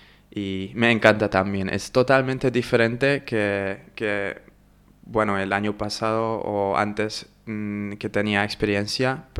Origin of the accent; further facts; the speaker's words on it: Hungary; Spanish is a second language; y soy de Hungría.